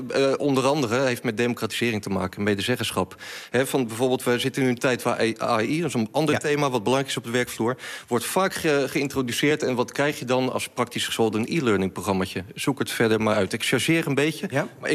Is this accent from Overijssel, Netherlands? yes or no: no; Rotterdam, South Holland, Netherlands; Wij komen allebei uit Rotterdam.